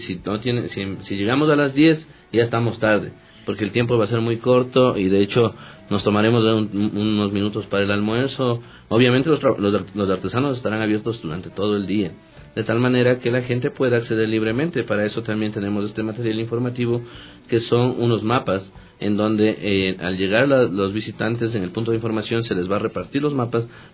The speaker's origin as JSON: {"language": "Spanish", "town": "Quito", "region": "Pichincha", "country": "Ecuador", "said": "siempre y cuando todos, como quiteños y quiteñas, colaboremos, arrimemos el hombro."}